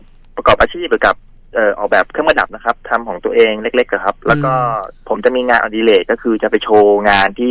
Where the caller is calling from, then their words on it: Mae Sai, Chiang Rai, Thailand; ผมโทรศัพท์มาจากแม่สายจังหวัดเชียงรายครับผม